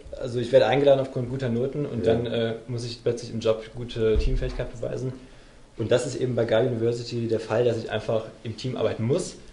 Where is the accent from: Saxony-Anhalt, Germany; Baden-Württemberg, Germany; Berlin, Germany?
Baden-Württemberg, Germany; Freiburg; Also ich bin aus Freiburg